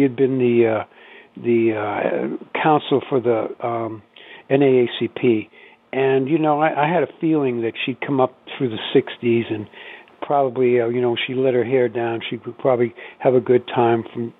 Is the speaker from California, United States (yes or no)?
no; Wellesley, Massachusetts, United States; where I grew up in Wellesley, Massachusetts, which is a bastion of WASPdom.